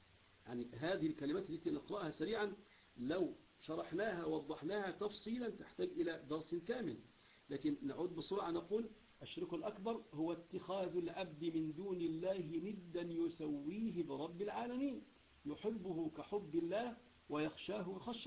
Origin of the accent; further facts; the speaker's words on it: Egypt; لأنه مشهور عندنا في مصر